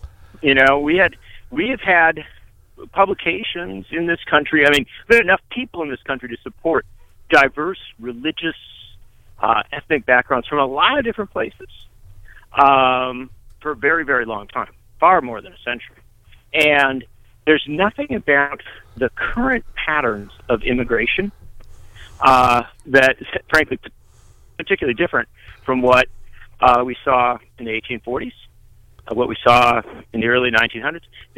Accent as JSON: {"language": "English", "region": "Wisconsin", "country": "United States", "tie": "born or raised there", "said": "that was what I was taught growing up in Wisconsin."}